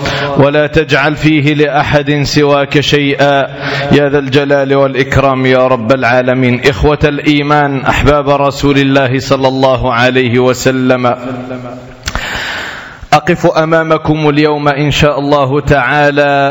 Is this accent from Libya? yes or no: no; Morocco; وبالأخص هذا البلد العزيز بلدنا المغرب